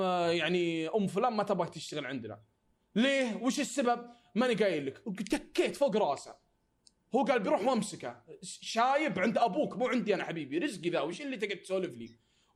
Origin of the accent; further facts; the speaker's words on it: Saudi Arabia; يعني انا سعودي تعطيني راتب 2500